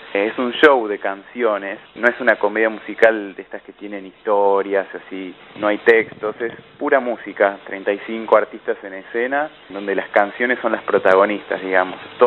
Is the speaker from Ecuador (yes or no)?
no; Argentina; ligarlo un poco a la identidad, digamos, de nuestra como argentinos